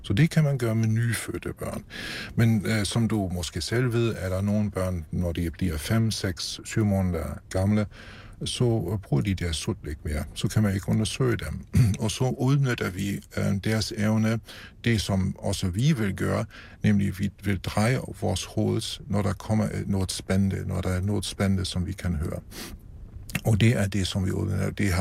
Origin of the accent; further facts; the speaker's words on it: Germany; Danish is a second language; Og det gælder også mig som tysker, at vi har bibeholdt vores evner